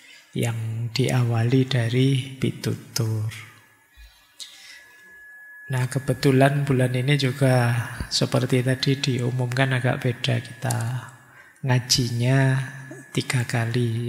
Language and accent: Indonesian; Java, Indonesia; karena saya orang Jawa. Ngertinya juga tentang Jawa.